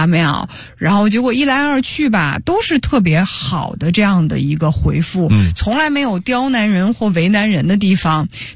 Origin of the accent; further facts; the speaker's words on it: Beijing, China; 我是从小在故宫里长大的，我的幼儿园是在故宫上的。